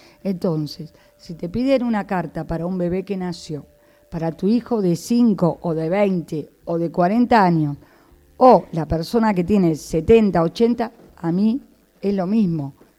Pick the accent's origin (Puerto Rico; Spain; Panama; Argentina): Argentina; Buenos Aires; moved away; Yo también me fui hace 30 años de Buenos Aires, soy de Buenos Aires, me fui al sur a estudiar, a trabajar, porque soy profesora de arte, de Bellas Artes.